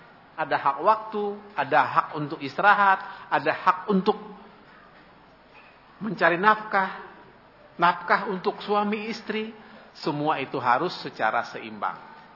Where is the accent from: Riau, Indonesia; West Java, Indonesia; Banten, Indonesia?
Banten, Indonesia; Ciputat; kampung saya Ciputat, Jakarta Selatan, sekarang masuk Banten, Tangerang